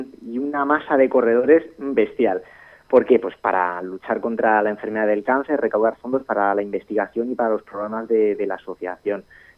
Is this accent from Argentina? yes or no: no; Madrid, Community of Madrid, Spain; now in Talavera de la Reina, Spain; Yo llevo aquí 8 años en Talavera. Yo soy de Madrid, como los oyentes, muchos de ellos saben, pero yo me siento un Talavera nomás ya.